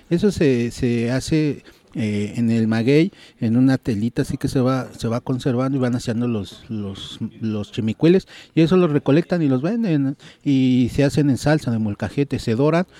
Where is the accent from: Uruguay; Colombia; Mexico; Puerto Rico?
Mexico; Ecatepec, State of Mexico; Y en Ecatepec existen 9 pueblos tradicionales, uno de ellos donde yo soy, de Santa Clara Coatitla